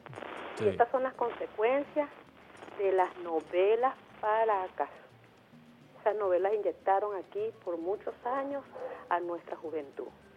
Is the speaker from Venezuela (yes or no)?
yes; Venezuela; Yo soy venezolana